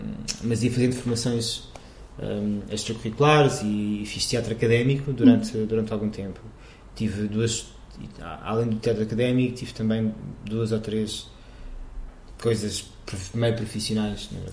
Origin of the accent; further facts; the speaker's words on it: Évora, Alentejo, Portugal; no colégio de Freiras, lá em Évora, que eu sou alentejano.